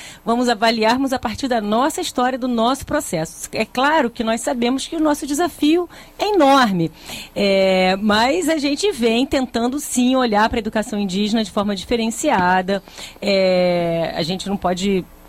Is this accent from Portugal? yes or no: no; Brazil; eu, como brasileira que estudei em boas escolas